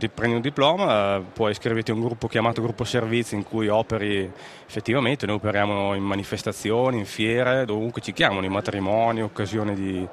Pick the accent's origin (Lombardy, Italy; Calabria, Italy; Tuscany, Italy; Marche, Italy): Lombardy, Italy; Mantua; born there; io sono mantovano, sono nato a Manto, papà mantovano, mamma sarda, di Iglesias, che è sud-ovest della Sardegna.